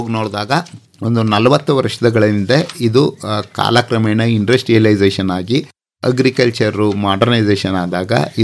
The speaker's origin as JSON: {"language": "Kannada", "town": "Chamarajanagar", "region": "Karnataka", "country": "India", "tie": "born or raised there", "said": "ನನ್ನ ಹುಟ್ಟೂರು ಚಾಮರಾಜನಗರ. ನನ್ನ ತಂದೆ ಪೊಲೀಸ್ ಇಲಾಖೆಯಲ್ಲಿದ್ದವರು, ನನ್ನ ತಾಯಿ ಗೃಹಿಣಿ, ನನ್ನ ಜೊತೆ 3 ಅಕ್ಕಂದಿರಿದ್ರು. ನನ್ನ ವಿದ್ಯಾಭ್ಯಾಸ, ಪ್ರಾಥಮಿಕ ವಿದ್ಯಾಭ್ಯಾಸ ಮತ್ತು ಕಾಲೇಜು ಶಿಕ್ಷಣ ಎಲ್ಲ GSS college ಚಾಮರಾಜನಗರದಲ್ಲೇ up to degree ತನಕ BCOM ಮಾಡಿದೆ."}